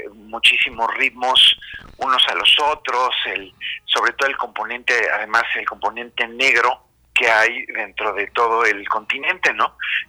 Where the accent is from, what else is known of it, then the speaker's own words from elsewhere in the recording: Mexico City, Mexico; born there; somos latinoamericanos, somos artistas mexicanos, y yo en especial, yo nací en la Ciudad de México